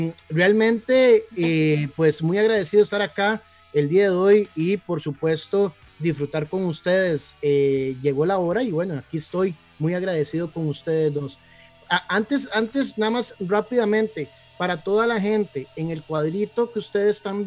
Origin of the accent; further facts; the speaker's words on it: Guápiles, Limón, Costa Rica; born there; now in Alajuela, Costa Rica; yo nací en Guápiles, que pertenecemos más a San José, pero bueno, como que nos quieren expulsar de ahí. Pero toda una vida he estado viviendo en la liga